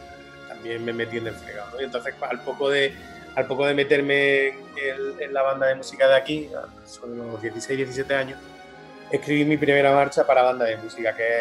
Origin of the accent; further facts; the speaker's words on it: Úbeda, Andalusia, Spain; pues por aquí en mi pueblo, en Úbeda, pues estaba de moda que los niños de mi época se apuntaran al conservatorio